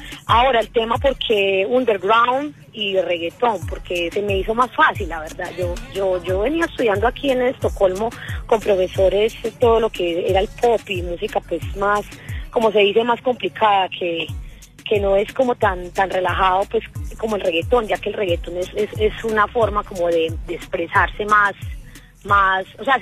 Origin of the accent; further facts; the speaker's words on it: Medellín, Antioquia, Colombia; No, yo vengo de las favelas de Medellín, como yo digo, de los barrios de Medellín.